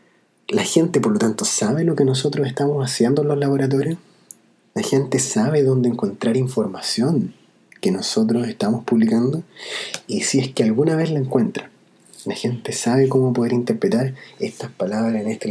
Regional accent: Chile; A mí me gustaría, como chileno, ponerla a disposición de otros chilenos

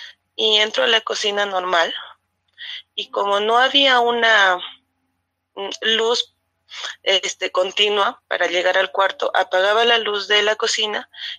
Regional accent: Cajamarca, Peru; De la ciudad de Cajamarca.

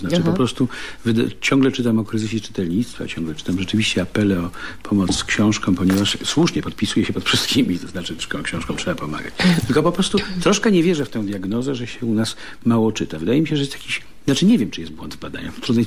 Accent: Warsaw, Masovian Voivodeship, Poland; ja jestem, no, z Warszawy.

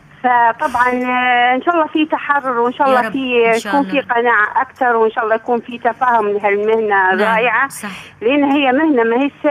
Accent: Benghazi, Libya; أنا بنت ليبيا وبنت بنغازي

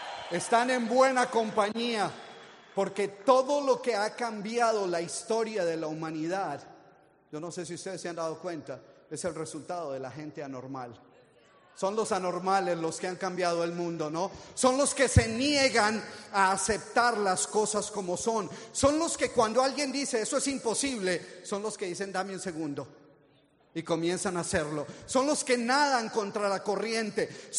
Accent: Colombia; moved away; Yo llegué hace 40 años de Colombia. Yo soy originalmente de Colombia.

